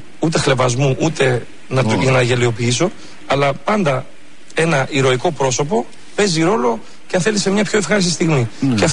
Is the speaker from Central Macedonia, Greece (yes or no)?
yes; Thessaloniki, Central Macedonia, Greece; Εγώ είμαι από Θεσσαλονίκη